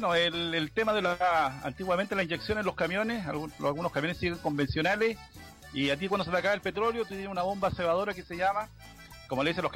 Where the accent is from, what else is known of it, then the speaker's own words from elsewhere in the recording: Chile; Entonces, como nosotros somos chilenos